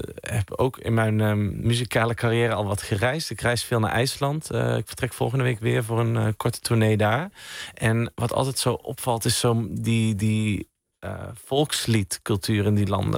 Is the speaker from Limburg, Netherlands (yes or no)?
yes; Sittard, Limburg, Netherlands; Ik kom zelf uit Sittard, uit Zuid-Limburg.